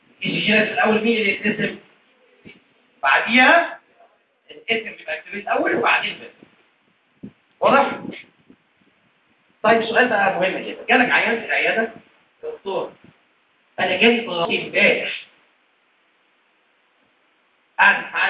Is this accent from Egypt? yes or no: yes; Egypt; دي حاجة موجودة بره بس مش موجودة عندنا في مصر